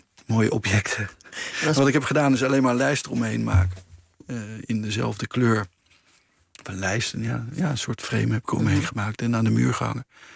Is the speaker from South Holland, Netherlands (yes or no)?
no; North Brabant, Netherlands; Nee, ik groeide op in Brabant.